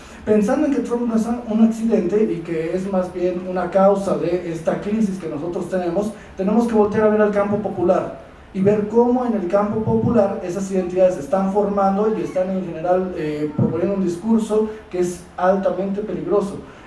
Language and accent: Spanish; Mexico; algo muy potente que nosotros conocemos muy bien como mexicanos